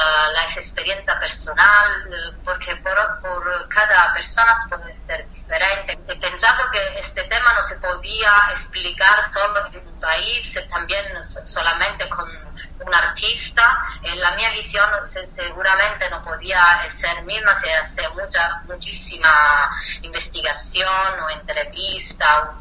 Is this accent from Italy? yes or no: yes; Southern Italy, Italy; Spanish is a second language; mi pueblo, donde vengo del sur de Italia, Italia es un país